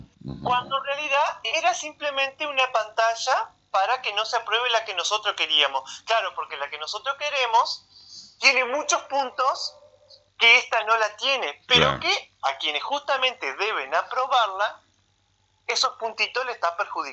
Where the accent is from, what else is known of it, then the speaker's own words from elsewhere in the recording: Hernández, Entre Ríos, Argentina; Sí, soy de Hernández.